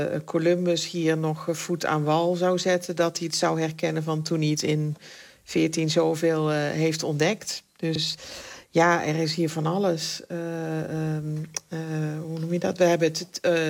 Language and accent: Dutch; Netherlands; Ik kom natuurlijk uit Nederland en dat is dan, noem ik altijd gekscherend, een concrete jungle.